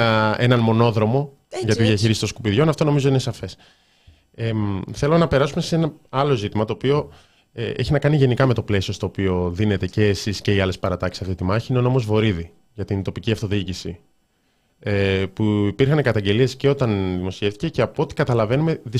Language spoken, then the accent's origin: Greek; Thessaloniki, Central Macedonia, Greece; Ναι, είμαι από Θεσσαλονίκη, έχουμε πάντα 2-3 εκεί πέρα.